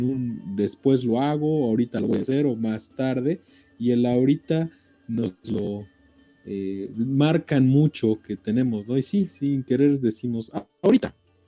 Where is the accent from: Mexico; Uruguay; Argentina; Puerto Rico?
Mexico; Puebla; e incluso hasta nosotros como mexicanos, si vamos a otro estado, pero que es de los poblanos, tenemos nuestra forma de hablar, nuestro acento, ¿sí? Muy característico. La gente dice que somos, que cantamos mucho las palabras, que son, las damos como cantaditas